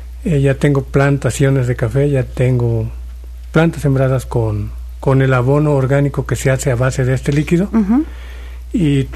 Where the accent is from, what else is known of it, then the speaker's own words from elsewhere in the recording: Plan de Arroyos, Veracruz, Mexico; yo me presento y les digo que vengo de Plan de Arroyos. Uh-huh. Es una zona cafetalera. Como tal, yo me creo ahí y siempre en medio de los cafetales.